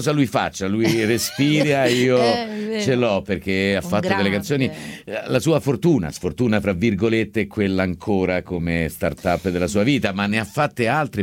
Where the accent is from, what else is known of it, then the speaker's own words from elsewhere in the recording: Barletta, Apulia, Italy; Di Barletta.